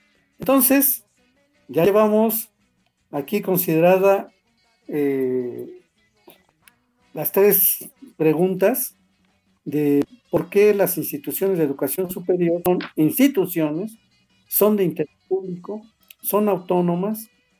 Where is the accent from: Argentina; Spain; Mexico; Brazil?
Mexico; Somos mexicanos, estamos regidos por una constitución, habitamos el mismo territorio